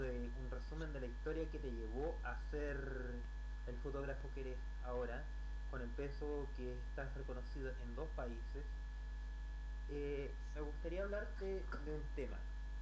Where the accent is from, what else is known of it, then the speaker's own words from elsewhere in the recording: Chile; mundo y al país entero de mi patria, que es Chile.